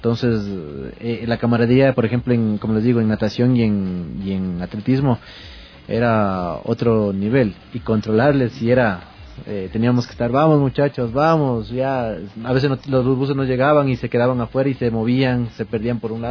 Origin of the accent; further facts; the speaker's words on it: Quito, Pichincha, Ecuador; si nosotros somos quiteños, aguantamos el frío de aquí.